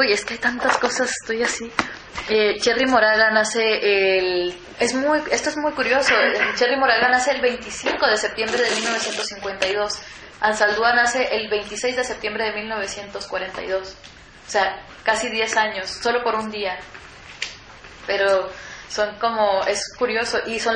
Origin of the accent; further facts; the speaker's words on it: Mexico; yo soy mexicana, soy fronteriza